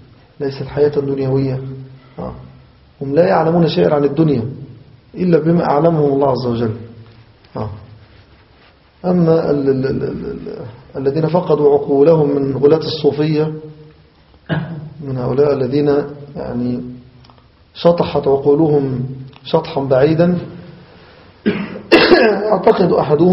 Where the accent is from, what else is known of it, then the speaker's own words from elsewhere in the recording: Egypt; نحو بلادنا مصر هنا